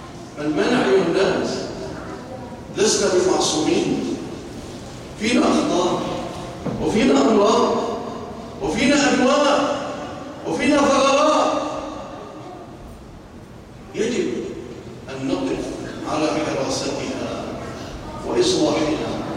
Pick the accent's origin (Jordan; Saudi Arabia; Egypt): Egypt; اللهم اجعل بلادنا مصر آمنة مطمئنة، وسائر بلاد المسلمين